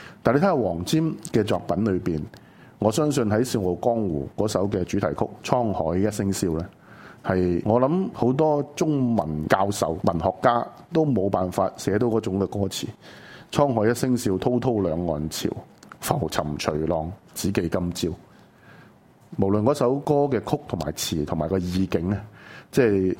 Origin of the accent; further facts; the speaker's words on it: Hong Kong; 咁貼合到我哋香港人自己性格嘅作品呢？